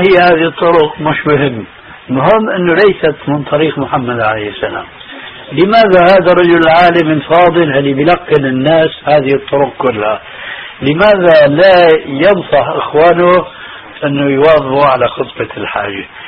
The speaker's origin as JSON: {"language": "Arabic", "town": "Damascus", "region": "Damascus Governorate", "country": "Syria", "said": "دخلت المسجد في عندنا في دمشق"}